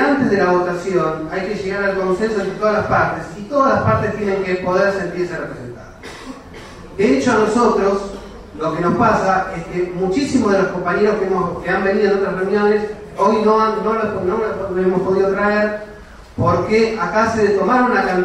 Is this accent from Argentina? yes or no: yes; Buenos Aires, Argentina; vecino del barrio, soy de Buenos Aires para todos.